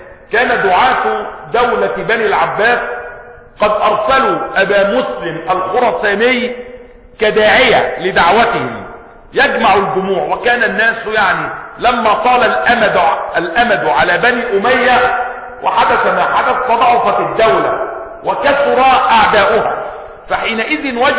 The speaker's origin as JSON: {"language": "Arabic", "country": "Egypt", "said": "والحمد لله ان بلدنا مصر يعني اقل البلاد خسارة"}